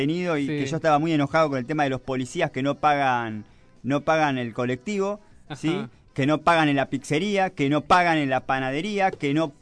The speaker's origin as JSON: {"language": "Spanish", "country": "Argentina", "said": "como todo argentino, siempre hay que negociar"}